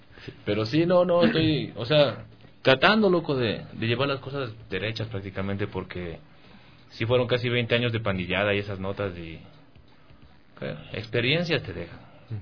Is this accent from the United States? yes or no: yes; New Jersey, United States; como somos de New Jersey, uh-huh, es como que un poquito difícil colarte en escena local de allá, que es Nueva York